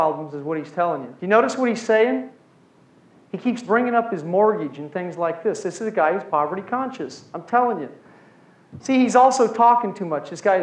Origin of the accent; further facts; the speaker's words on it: Missouri, United States; also born or lived in Iowa / Kansas; Now, Mark is in Kansas. I grew up in Missouri, Iowa, and Kansas.